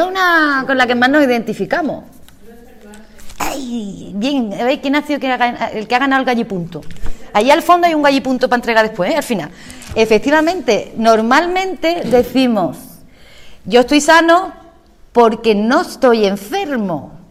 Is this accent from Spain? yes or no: yes; Andalusia, Spain; en mi pueblo, en mi ciudad natal, a mí me llamaba mucho la atención que solamente venían gente de los pueblos alrededor. Venían de Tarifa, de San Roque